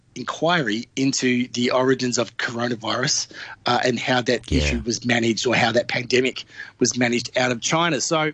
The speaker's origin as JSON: {"language": "English", "region": "Victoria", "country": "Australia", "said": "in my home state in Victoria"}